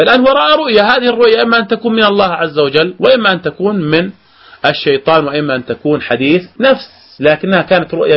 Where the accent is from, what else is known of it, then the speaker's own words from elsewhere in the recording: Jordan; عندنا في الأردن بهذه الآيات